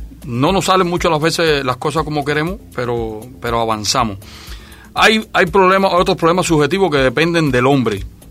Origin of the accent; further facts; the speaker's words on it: Cuba; que como cubanos vamos a adelantar siempre y vamos a seguir luchando con lo que tenemos.